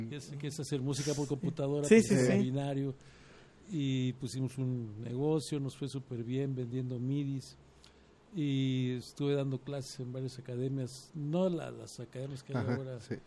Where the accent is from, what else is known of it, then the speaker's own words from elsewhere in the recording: Mexico City, Mexico; Sí, bueno, de origen yo soy chilango.